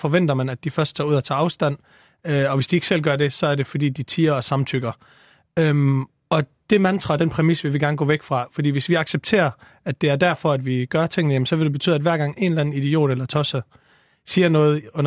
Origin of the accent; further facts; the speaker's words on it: Vejle, Region of Southern Denmark, Denmark; now in Copenhagen, Denmark; Jeg er 22 år gammel. Altså, man kan høre på min tydelige accent, så er jeg ikke fra det københavnske af. Jeg flyttede herover for cirka et års tid siden, og opvokset i Vejle det meste af mit liv, som er en fantastisk by.